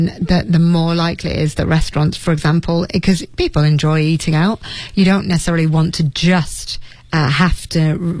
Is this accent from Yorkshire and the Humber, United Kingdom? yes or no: yes; Leeds, Yorkshire and the Humber, United Kingdom; If you went to my hometown down in Leeds and you looked for a particular Chinese dish